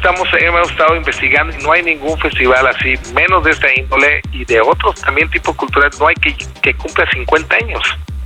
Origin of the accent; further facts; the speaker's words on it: Morelia, Michoacán, Mexico; aunque nosotros somos de Morelia